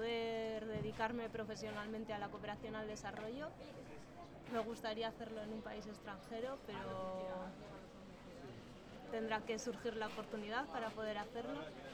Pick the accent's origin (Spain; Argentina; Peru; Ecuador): Spain; Logroño, La Rioja; moved away; Soy de La Rioja, de Logroño.